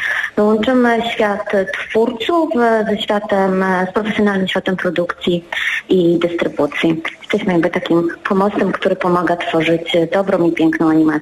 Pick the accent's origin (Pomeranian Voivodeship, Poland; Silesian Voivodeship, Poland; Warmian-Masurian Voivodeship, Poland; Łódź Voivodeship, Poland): Łódź Voivodeship, Poland; Łódź; wszystkie jesteśmy osobami pochodzącymi z Łodzi. No, jesteśmy z Łodzi